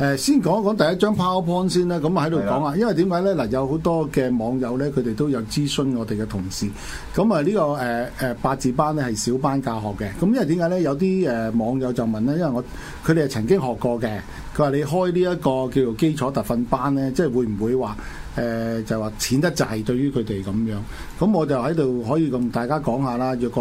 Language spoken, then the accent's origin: Cantonese; China; 我哋中國人成日都講多事之秋